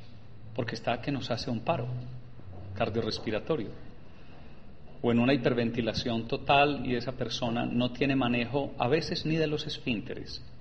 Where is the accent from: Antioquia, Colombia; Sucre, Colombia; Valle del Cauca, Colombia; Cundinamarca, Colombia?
Antioquia, Colombia; now in United States; todo eso lo aprendí en inglés y he vivido 30 años en los Estados Unidos. Entonces, siendo paisa, no sé inglés y se me olvidó el español.